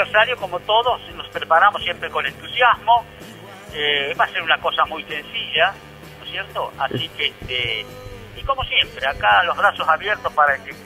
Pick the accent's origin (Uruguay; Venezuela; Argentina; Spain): Argentina; San Jorge, Santa Fe; estoy acá con un hijo casado. Y la paso, la verdad que estoy chocho con mi pueblo.